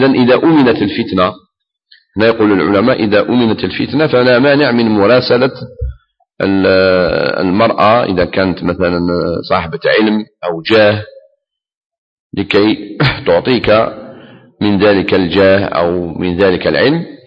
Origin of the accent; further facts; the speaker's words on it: Algeria; احنا كنا في بلادنا الجزائر قبل الاستعمار الفرنسي